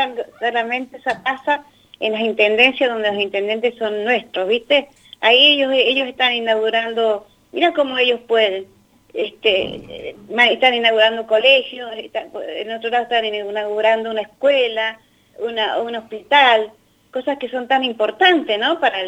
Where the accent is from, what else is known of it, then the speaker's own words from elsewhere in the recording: Mendoza, Argentina; now in Buenos Aires, Argentina; Yo soy mendocina con mucho orgullo. Yo vivo acá en Buenos Aires